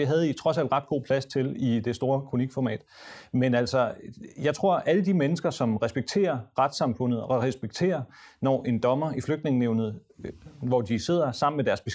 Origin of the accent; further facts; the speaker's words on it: Somalia; now in Denmark; Godt nok er jeg fra Somalia, men jeg fik ikke den der kampagne.